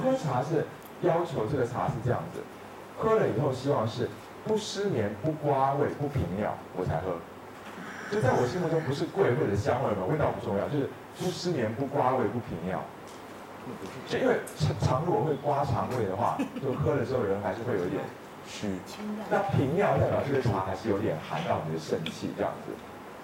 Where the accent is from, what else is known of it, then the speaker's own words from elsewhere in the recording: Taiwan; 但是我们台湾人的这无注意汤症的患者是爆多，那你们大陆这边呢？